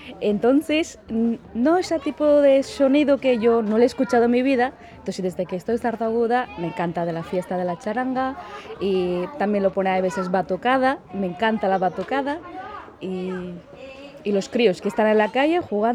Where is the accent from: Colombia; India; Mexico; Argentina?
India; Spanish is a second language; now in Spain; soy de la India y llevo aquí en Sarta Aguda viviendo hace...